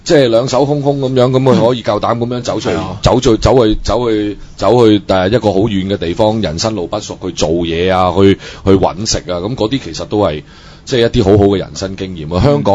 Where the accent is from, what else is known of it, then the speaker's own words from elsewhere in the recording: China; 我们是内地人，我们就内地人一般人，我们就不跟你们香港人一起玩呢